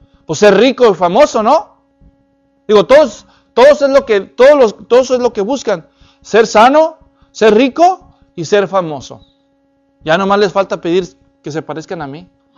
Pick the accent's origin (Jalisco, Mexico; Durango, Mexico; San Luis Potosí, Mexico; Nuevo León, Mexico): Jalisco, Mexico; Guadalajara; yo soy de Guadalajara, México, y mi papá es de un lugar que está en la frontera de Aguascalientes con Zacatecas.